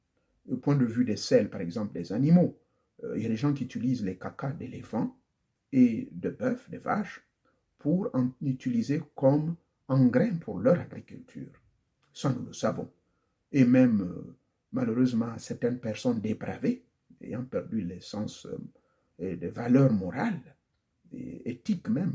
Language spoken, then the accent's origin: French; Gabon; Mon pays d'origine, le Gabon